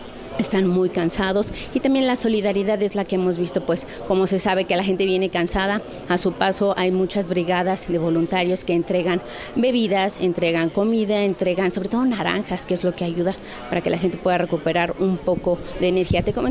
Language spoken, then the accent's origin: Spanish; Mexico; seguimos siendo los mismos mexicanos, la misma cantidad de personas